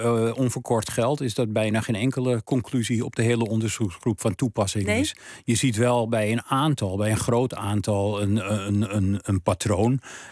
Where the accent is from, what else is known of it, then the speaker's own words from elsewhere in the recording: Amsterdam, North Holland, Netherlands; in de straat waar ik ben opgegroeid en waar mijn vader en moeder tijdens de Tweede Wereldoorlog woonden, die woonden in de Wilhelminastraat nummer 83 in Amsterdam. Nou, dat was toen een, wat tegenwoordig een achterstandswijk heet.